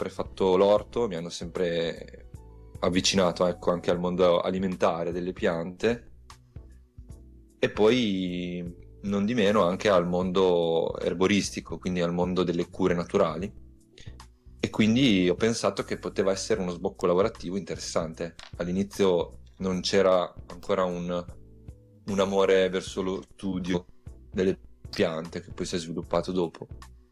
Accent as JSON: {"language": "Italian", "region": "Emilia-Romagna", "country": "Italy", "said": "vengo dalla provincia di Ravenna."}